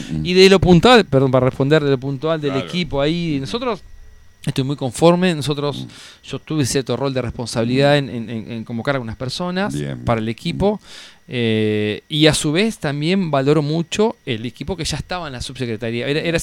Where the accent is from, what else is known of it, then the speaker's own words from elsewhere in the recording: Concordia, Entre Ríos, Argentina; O sea, yo soy de Concordia, nosotros somos de Concordia